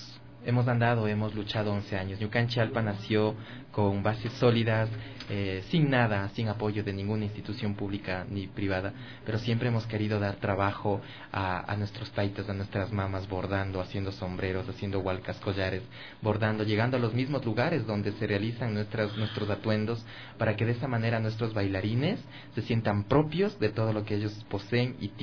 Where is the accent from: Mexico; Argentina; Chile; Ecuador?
Ecuador; Otavalo, Imbabura; Yo vengo de la provincia de Imbabura, soy otavaleño.